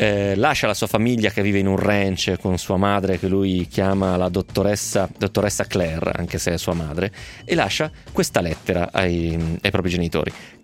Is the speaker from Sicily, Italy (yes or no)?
no; Romentino, Piedmont, Italy; Vengo da Romentino, ragazzi, vi farei fare un giro a Romentino, che è la città più bella del mondo.